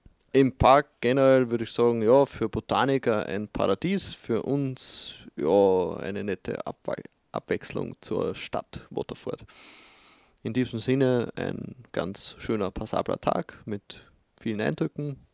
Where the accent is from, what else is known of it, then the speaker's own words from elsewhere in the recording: Lower Austria, Austria; So viele sehe ich da in Österreich meistens nicht. Und bei uns in Niederösterreich sieht man gerne nicht so viele Kühe.